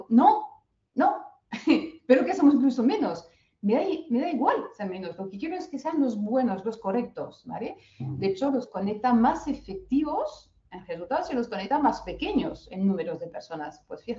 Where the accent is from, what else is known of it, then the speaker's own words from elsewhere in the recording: France; Spanish is a second language; ¿No lo voy a ser yo que soy francesa?